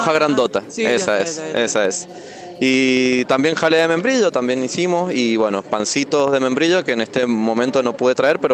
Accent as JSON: {"language": "Spanish", "town": "Junín", "country": "Argentina", "said": "vengo desde Junín"}